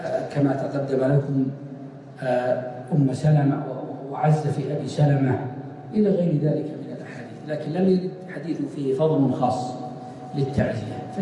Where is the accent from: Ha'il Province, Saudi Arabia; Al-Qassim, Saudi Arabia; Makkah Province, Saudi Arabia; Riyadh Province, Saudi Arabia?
Riyadh Province, Saudi Arabia; من قديمه موجود عندنا في نجد